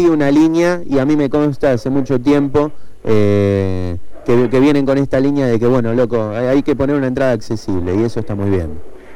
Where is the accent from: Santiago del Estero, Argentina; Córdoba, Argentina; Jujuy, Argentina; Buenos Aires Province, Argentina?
Buenos Aires Province, Argentina; San Justo; Yo soy de San Justo, de Ramos Mejía, Edo.